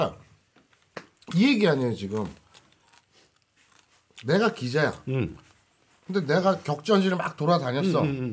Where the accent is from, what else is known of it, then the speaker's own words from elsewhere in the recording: South Korea; 나는 그러니까 우리 한국 사람들 특유의 아까 그 절묘한 황금 비율 뭐 이거 있잖아.